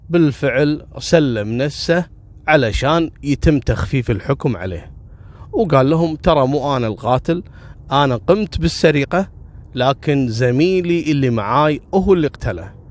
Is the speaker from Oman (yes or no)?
no; Kuwait; فيستغل قضية البدون عندنا في الكويت إنه ما عندهم إثباتات